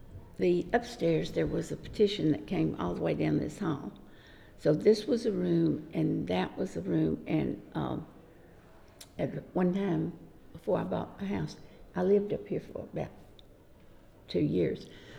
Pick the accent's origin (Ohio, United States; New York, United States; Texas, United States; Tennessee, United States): Tennessee, United States; Dixon; I'm from Dixon, Tennessee, which is about 30, 40 miles west of Nashville. And I was born and raised there and had lived there until I got married to my high school sweetheart.